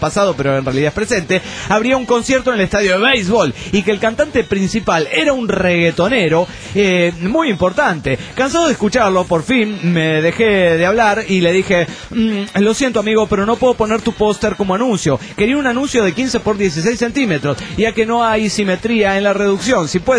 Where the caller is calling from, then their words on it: Cancún, Quintana Roo, Mexico; Vengo de Cancún, Quintana Roo